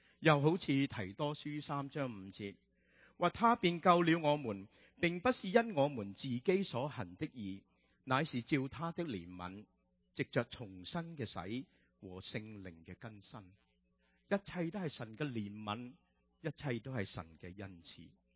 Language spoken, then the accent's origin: Chinese; Hong Kong; 我们由香港来的就喜欢吃蚝了。